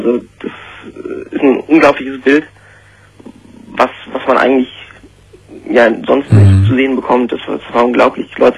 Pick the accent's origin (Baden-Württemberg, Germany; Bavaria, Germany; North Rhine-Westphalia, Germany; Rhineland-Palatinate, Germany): Rhineland-Palatinate, Germany; Aus dem Westerwald.